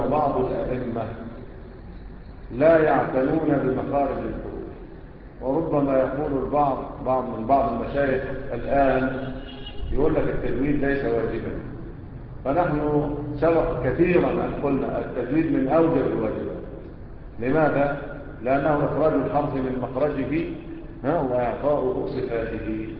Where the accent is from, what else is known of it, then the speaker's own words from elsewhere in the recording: Egypt; احنا كمصريين بتعمل ايه؟